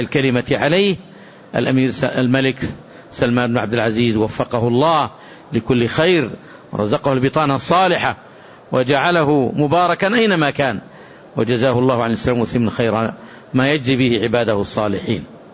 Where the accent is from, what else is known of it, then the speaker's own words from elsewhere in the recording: Saudi Arabia; ما قامت عليه هذه البلاد المباركة، بلادنا المملكة العربية السعودية